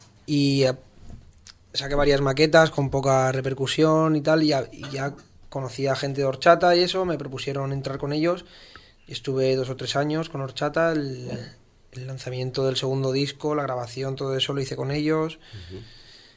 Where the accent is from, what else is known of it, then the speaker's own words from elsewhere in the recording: Valencian Community, Spain; yo todo lo que había hecho antes lo había hecho en castellano, que es mi lengua materna. Uh-huh. Pero hablaba valenciano desde bien pequeño, por el colegio y eso...